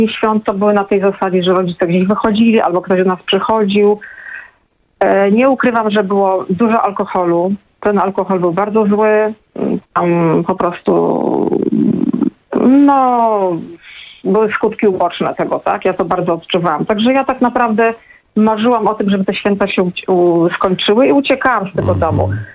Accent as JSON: {"language": "Polish", "town": "Gdynia", "region": "Pomeranian Voivodeship", "country": "Poland", "said": "jestem z Gdyni, więc to też specyficzna sytuacja"}